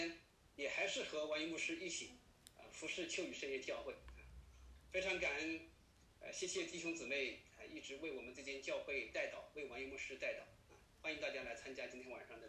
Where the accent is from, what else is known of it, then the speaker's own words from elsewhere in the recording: Qichun, Hubei, China; now in Chengdu, China; 我是湖北人啊，湖北蕲春人啊，现在在成都秋雨圣约教会服侍。我是2012年搬到成都